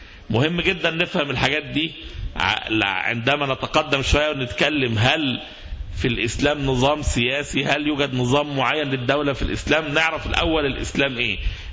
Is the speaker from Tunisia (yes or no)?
no; Egypt; مصطلحات احنا كشعب مصري خوفنا منها فترة كبيرة جدا